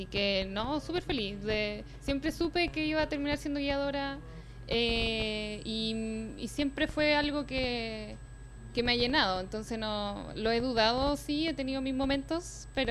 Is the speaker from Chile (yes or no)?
yes; Chile; yo como buena chilena